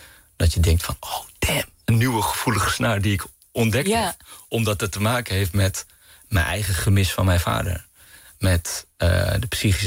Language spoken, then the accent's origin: Dutch; Amsterdam, North Holland, Netherlands; born there; Mijn moeder is Surinaams Hindoestaans, mijn vader is Pakistaans. Ze hebben elkaar ontmoet in Amsterdam. En ik ben geboren in Amsterdam.